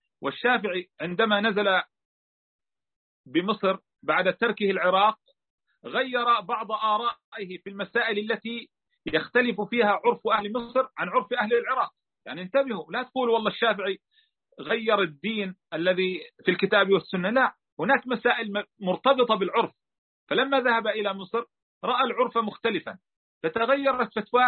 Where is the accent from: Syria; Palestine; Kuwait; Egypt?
Palestine; مثلا في بلادنا فلسطين تعرفنا على تعجيل قسم من المهر وعلى تأجيل الباقي إلى أقرب الأجلين